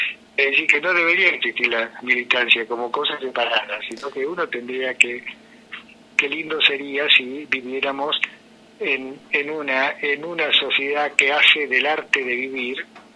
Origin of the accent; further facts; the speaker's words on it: Argentina; sangre italiana, digamos, de la inmigración, este mestizaje que somos los argentinos, de sangre de la tierra a origen con sangre de las inmigraciones